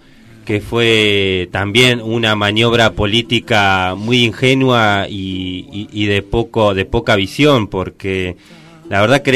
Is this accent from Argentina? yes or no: yes; Argentina; por algo somos todos argentinos, por algo un jujeño, un correntino, sí, y un santacruceño son argentinos